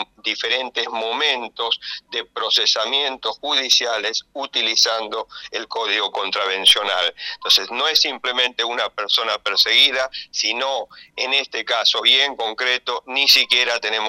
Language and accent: Spanish; Canada; yo vengo de Canadá, un país que es tan descentralizado como la Argentina